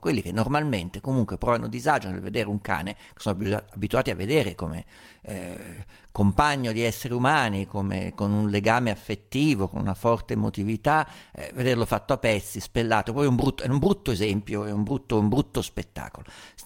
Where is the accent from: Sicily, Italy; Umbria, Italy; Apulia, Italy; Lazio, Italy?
Umbria, Italy; Ma io vengo dall'Umbria, sai quanti maiali ho visto ammazzare